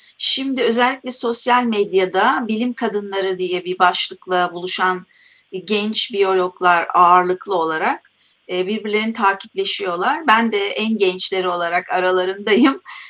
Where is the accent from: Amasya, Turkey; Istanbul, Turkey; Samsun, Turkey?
Istanbul, Turkey; Kadıköy; Ben eski konuklardanım ve dostlarım benim artık mahalleden de dostlarım. Kadıköylüyüz hepimiz.